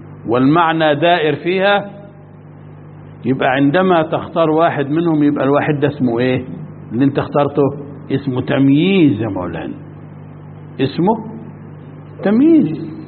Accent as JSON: {"language": "Arabic", "country": "Egypt", "said": "مش فاهم، وانا مصري زيك بس مش فاهم"}